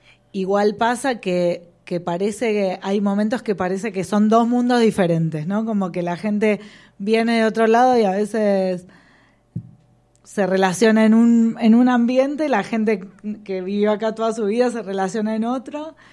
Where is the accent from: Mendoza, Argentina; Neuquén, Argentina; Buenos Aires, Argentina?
Buenos Aires, Argentina; yo en mi caso crecí en Buenos Aires y realmente es insoportable, ¿no?, la vida en la ciudad.